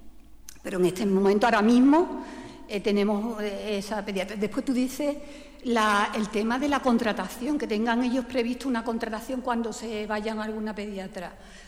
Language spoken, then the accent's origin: Spanish; Málaga, Andalusia, Spain; Yo soy de Málaga y en Málaga también existe el problema